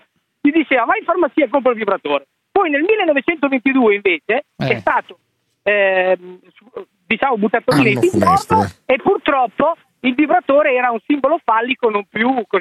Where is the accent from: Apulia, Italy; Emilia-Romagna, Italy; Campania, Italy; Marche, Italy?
Emilia-Romagna, Italy; Rimini; io sono di Rimini